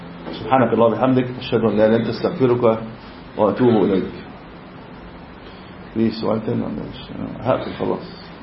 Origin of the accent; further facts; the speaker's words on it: Egypt; انا مش عارف احنا عقويين كمصريين يعني